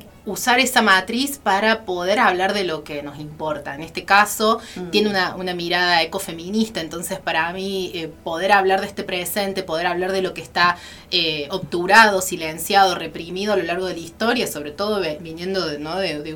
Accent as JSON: {"language": "Spanish", "region": "Córdoba", "country": "Argentina", "tie": "born or raised there", "said": "En realidad nací y criada en Córdoba capital, en el barrio Alto Alberdi, y ya viviendo en Sierras Chicas hace casi 5 años con mi familia. Así que, bueno, vengo de allá, de Arroyitos y Sierras"}